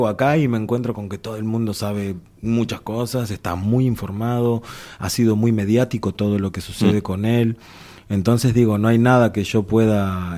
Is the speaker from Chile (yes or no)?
no; Uruguay; por el lado de mi madre tengo toda esta otra... Uruguay es un país formado por inmigrantes, entonces es normal y tengo toda esta otra raíz.